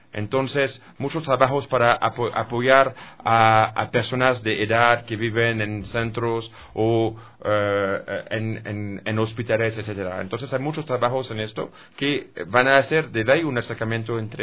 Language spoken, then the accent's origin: Spanish; France; Spanish is a second language; es el caso en mi país también, en mi país que es Francia también